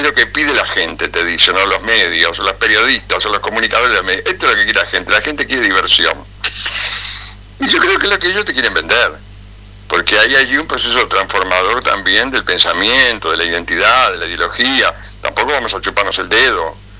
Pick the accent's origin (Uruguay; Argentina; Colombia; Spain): Uruguay; Montevideo; moved away as an adult; also born or lived in Canelones; yo soy montevideano, ¿no? En realidad nací en Montevideo, después viví en Canelones, pero estuve siempre, hasta que me vine acá cuando tenía 28 años, mi mundo era Montevideo.